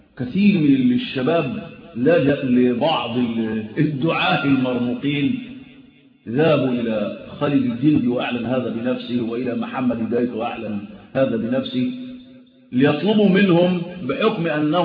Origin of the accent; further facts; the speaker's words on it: Egypt; وأتكلم عن بلدنا مصر